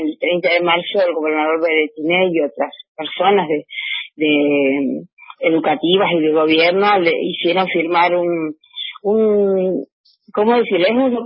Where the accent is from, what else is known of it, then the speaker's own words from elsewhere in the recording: San Antonio Este, Río Negro, Argentina; Yo vengo de San Antonio Este, de la zona atlántica, del lado de Viedma